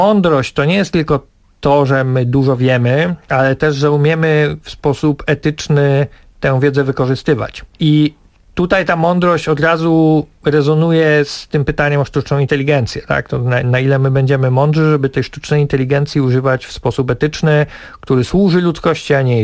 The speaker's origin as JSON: {"language": "Polish", "region": "Greater Poland Voivodeship", "country": "Poland", "tie": "born or raised there", "said": "no ja jestem z Wielkopolski, zawsze chciałem przyjechać z festiwalem do swojego rodzinnego regionu"}